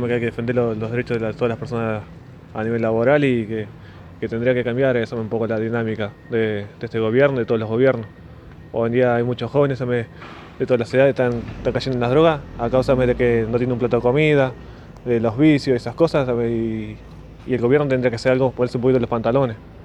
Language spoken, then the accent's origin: Spanish; Uruguay; Soy de Uruguay, le mando un saludo a todo Uruguay